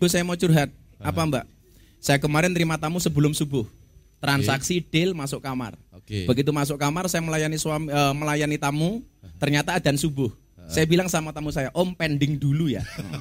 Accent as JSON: {"language": "Indonesian", "town": "Padang Ratu", "region": "Lampung", "country": "Indonesia", "tie": "born or raised there", "also_born_or_lived": "Jabung / Yogyakarta", "said": "saya dulu lahir di Jabung. Kemudian saya besar di Padang Ratu. Di pondok keluarga, di pondok pesantren Bustanul Ulum. Kemudian saya kuliah di Jogja."}